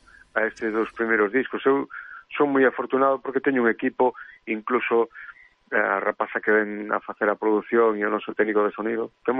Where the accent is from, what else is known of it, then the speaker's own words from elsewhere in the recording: Fene, Galicia, Spain; Eu criei-me ali, en Cerquiña de Ferrol. Cerquiña de Ferrol, en Fene, sí.